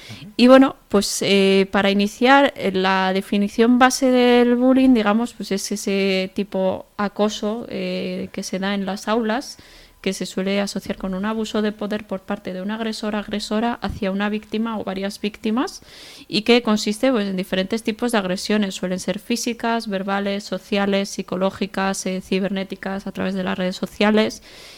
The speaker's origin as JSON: {"language": "Spanish", "town": "Pamplona", "region": "Navarre", "country": "Spain", "said": "soy de aquí de Pamplona, tengo 25 años y soy trabajadora social."}